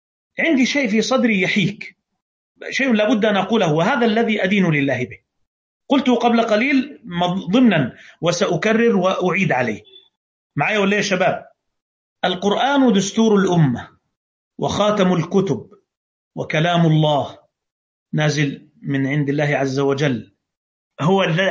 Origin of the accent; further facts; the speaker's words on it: Egypt; عندنا في مصر